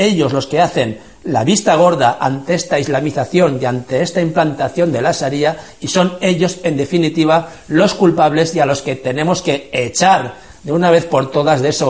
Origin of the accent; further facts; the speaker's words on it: Spain; nosotros, que somos el pueblo español